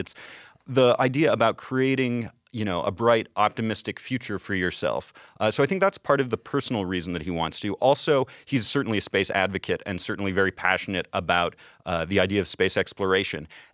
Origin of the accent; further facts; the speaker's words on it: Canada; I'm a filmmaker from Canada.